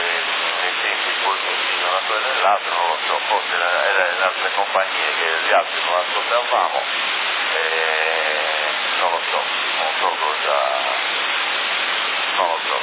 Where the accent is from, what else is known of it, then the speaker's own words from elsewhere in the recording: Ottava, Sardinia, Italy; io sono di Ottava, ma no, e non mi vergogno di dire dove sono